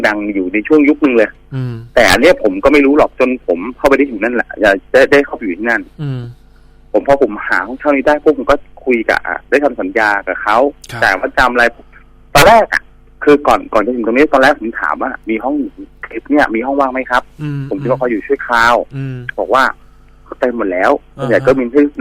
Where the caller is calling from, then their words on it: Phra Pradaeng, Samut Prakan, Thailand; พระประแดงพี่เดี๋ยวนี้ผมนอนออฟฟิศครับ